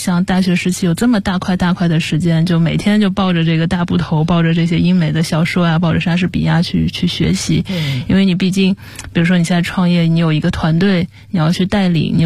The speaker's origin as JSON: {"language": "Chinese", "region": "Zhejiang", "country": "China", "said": "我爸是公务员，但是我妈妈是从商的。然后因为我是浙江人嘛，其实家里面的亲戚啊，这些从事这种商业的还挺多的。"}